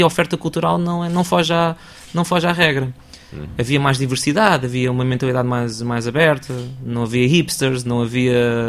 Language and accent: Portuguese; Lisbon, Portugal; eu sou de Lisboa, nasci cá, nasci em Alvalade, cresci na Alameda, vivi na Alameda até aos 29 anos.